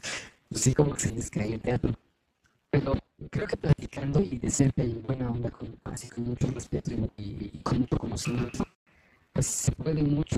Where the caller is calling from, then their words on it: Atizapán de Zaragoza, State of Mexico, Mexico; Estoy en Atizapán de Zaragoza. Acá estoy en Villas de la Hacienda, en México, en el Estado de México.